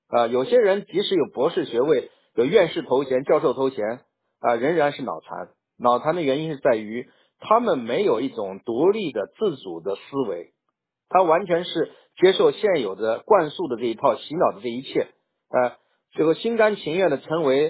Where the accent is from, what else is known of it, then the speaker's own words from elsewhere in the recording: China; 当然我是中国人了，对吧？至少我现在的国籍也是中国的，对不对？